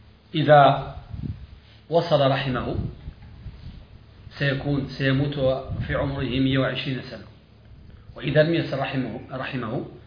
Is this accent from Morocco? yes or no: yes; Morocco; وبعضهم عندنا في المغرب